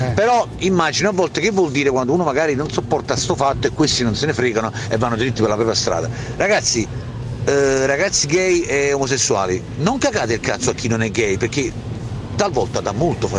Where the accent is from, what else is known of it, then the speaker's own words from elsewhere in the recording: Naples, Campania, Italy; perché poi sono napoletano, non vengo dalla montagna.